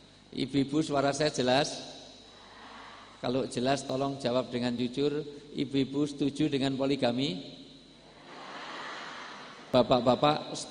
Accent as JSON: {"language": "Indonesian", "region": "Java", "country": "Indonesia", "said": "Karena saya asli orang Jawa, di dalam tradisi orang Jawa, orang tua disebut sepuh."}